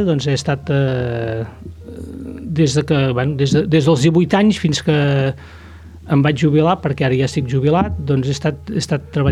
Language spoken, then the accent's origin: Catalan; Sallent, Catalonia, Spain; som d'aquí de tota la vida